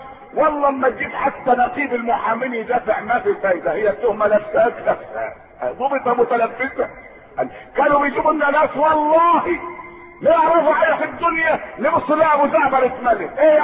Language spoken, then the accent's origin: Arabic; Egypt; احنا مصريين ايه اللي خبلنا بعض